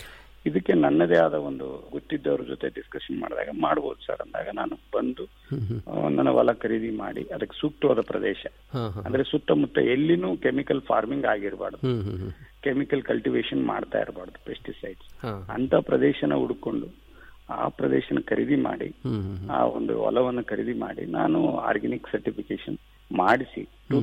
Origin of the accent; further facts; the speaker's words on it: Gangavathi, Karnataka, India; ನಾನು ಈಗ ಗಂಗಾವತಿಯವರು ಆಗಿದ್ದು